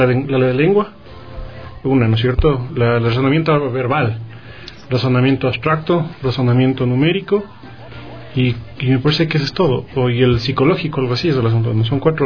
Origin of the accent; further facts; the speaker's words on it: Quito, Pichincha, Ecuador; yo soy aquí de Quito, doy la prueba aquí en Quito